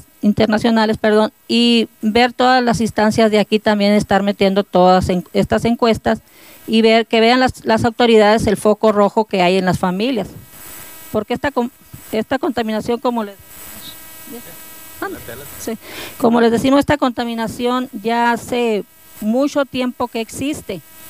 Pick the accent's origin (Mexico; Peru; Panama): Mexico; Hermosillo, Sonora; somos una familia de Hermosillo, Sonora, que desde el 2009 traemos estos metales que vienen por el río Sonora.